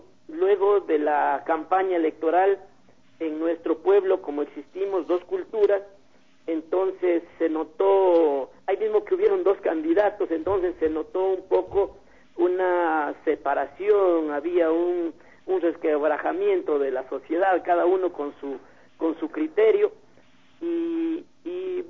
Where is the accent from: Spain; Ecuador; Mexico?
Ecuador; Saraguro, Loja; now in Cuenca, Ecuador; como yo soy de Saraguro y vivo en Cuenca